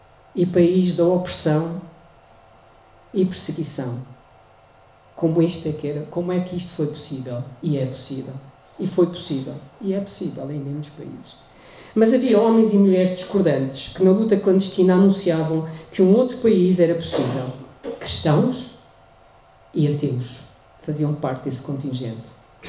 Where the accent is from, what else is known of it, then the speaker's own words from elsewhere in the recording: Portugal; Cresci no Portugal do antes do 25 de Abril.